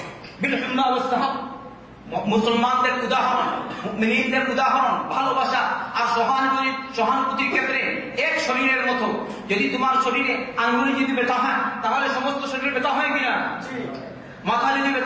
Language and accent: Bangla; Bangladesh; আমি বললাম আমি কলকাতা না, আমি হচ্ছি বাংলাদেশি আর এ হচ্ছে কলকাতা।